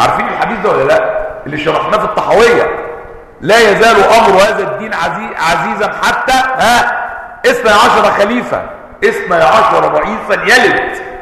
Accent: Palestine; بئر سبع عندنا في فلسطين.

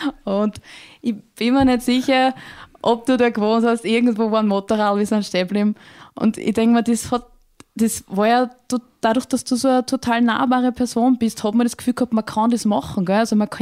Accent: Würmla, Lower Austria, Austria; Und ich komme ursprünglich aus Würmler.

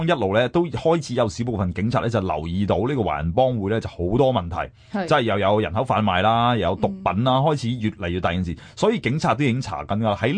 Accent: Hong Kong; 即系我哋香港人都有我哋嘅手信啦

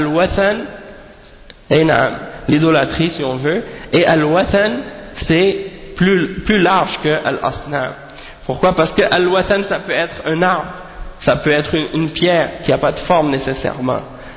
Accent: Haiti; chez nous en Haïti, on a des gens qui s'appellent

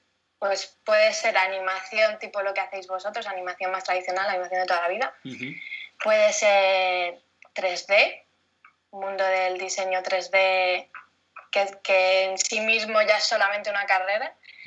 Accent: Madrid, Community of Madrid, Spain; also born or lived in France; desde pequeña estaba en Madrid. Yo nací en Francia, pero yo estaba en Madrid desde los, no sé, 8 años, una cosa así. No, un poco antes, yo creo, incluso. Sí, de Madrid.

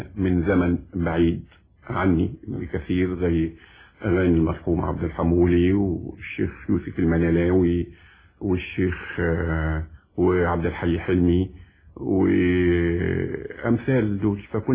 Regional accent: Egypt; وانا بعتبر ان الموسيقى او الغناء عندنا في مصر

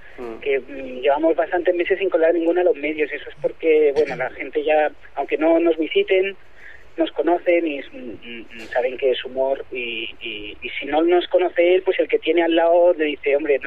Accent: Barcelona, Catalonia, Spain; soy de Barcelona.

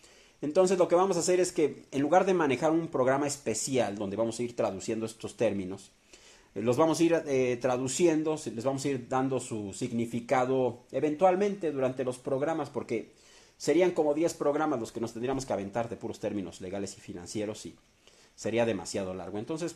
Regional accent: Mexico; Esto nos va a fortalecer como pueblo, como mexicanos, nos va a hacer más fuertes.

